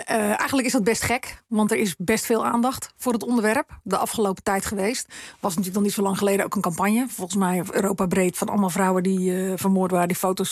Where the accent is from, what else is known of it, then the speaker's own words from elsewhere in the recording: Rotterdam, South Holland, Netherlands; Ik kom uit Rotterdam